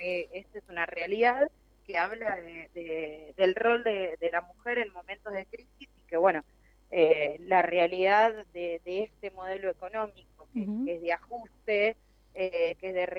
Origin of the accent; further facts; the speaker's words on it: Quilmes, Buenos Aires Province, Argentina; Yo soy de Quilmes y recorro los distintos barrios populares